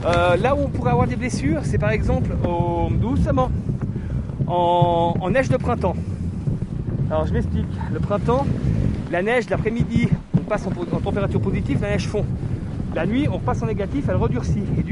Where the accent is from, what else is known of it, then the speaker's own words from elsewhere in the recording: Auvergne-Rhône-Alpes, France; De toute façon, déjà, je suis pas de l'Ain. Moi, je suis de Haute-Savoie.